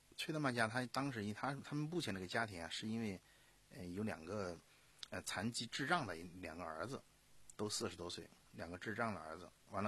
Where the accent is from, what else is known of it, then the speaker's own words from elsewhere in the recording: Sichuan, China; 从一个我四川啊，在大巴山，川东地区属于大巴山，啊，这个走出来的